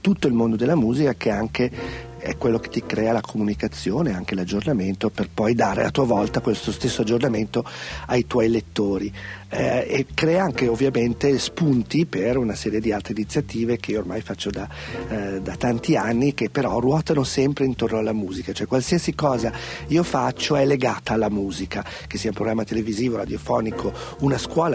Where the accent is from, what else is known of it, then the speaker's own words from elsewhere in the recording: Milan, Lombardy, Italy; born there; dovevo nascere da quelle parti, invece sono nato a Milano